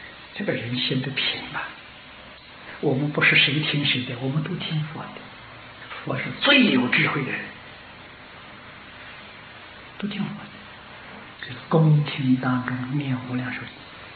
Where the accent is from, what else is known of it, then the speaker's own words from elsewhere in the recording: China; 我们中国人俗话说金銮殿